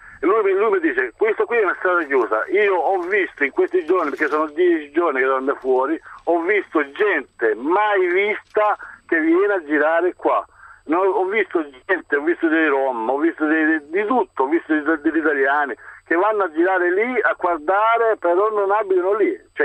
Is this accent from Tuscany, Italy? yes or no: no; Formigine, Emilia-Romagna, Italy; io sono di Formigine, provincia di Modena.